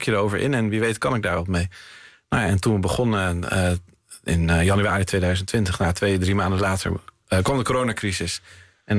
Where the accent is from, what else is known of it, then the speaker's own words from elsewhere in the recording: Haarlem, North Holland, Netherlands; De kathedralen, ik kwam zelf van Haarlem